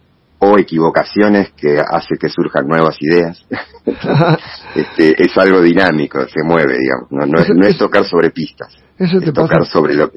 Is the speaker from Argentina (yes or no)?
yes; Bernal, Buenos Aires Province, Argentina; Yo soy originario de Bernal, después viví en 15 años en Boedo, en Capital. Y hace ya unos años, ya casi 8 años creo ya, por suerte pude volver para estos lados, que es un poco más mi aire, mi hábitat, en Don Bosco